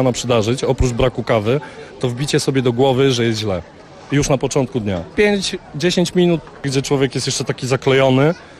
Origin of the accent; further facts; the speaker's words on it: Świeradów-Zdrój, Lower Silesian Voivodeship, Poland; now in Sobieszów, Poland; Pochodzę ze wsi, spod Świeradowa. Po prostu miałem za domem las, góry i wszystko.